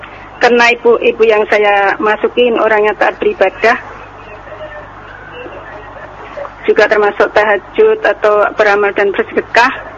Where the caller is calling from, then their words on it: East Java, Indonesia; Ini saya dari Madura, Ustaz.